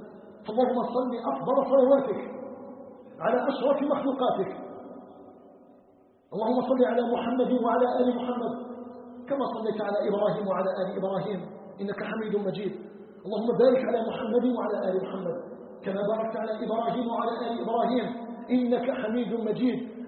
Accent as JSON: {"language": "Arabic", "country": "Algeria"}